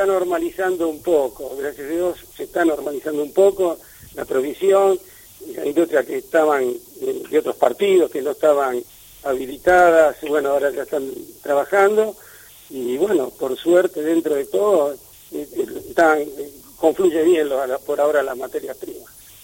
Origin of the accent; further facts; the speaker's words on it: Escalada, Buenos Aires Province, Argentina; Escalada es mi tierra. Yo siempre digo, yo nací en Escalada, voy a morir en Escalada. Es mi pueblo, Escalada. Que sigue teniendo esencia de pueblo, ¿no?